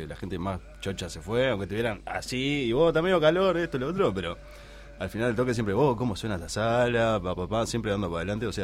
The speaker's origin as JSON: {"language": "Spanish", "region": "Paysandú", "country": "Uruguay", "said": "Nos creo conocemos todos de Paysandú. Claro, y yo somos de Paysandú"}